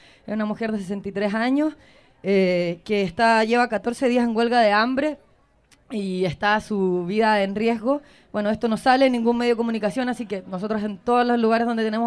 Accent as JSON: {"language": "Spanish", "town": "Osorno", "region": "Los Lagos", "country": "Chile", "lives_now": "Santiago, Chile", "said": "nosotras venimos de Chile, vivimos en Santiago, pero Andy es del norte, de Arica, y yo soy de Osorno, del sur, aquí cerquita."}